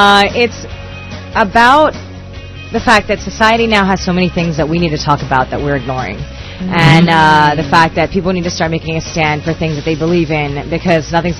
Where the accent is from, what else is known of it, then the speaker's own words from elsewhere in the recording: Philippines; Like, my music, I've always been very, like, Filipino and very proud to be Filipino, you know. And so this is me being a Filipino, making music for Filipinos with other Filipinos, starring Filipinos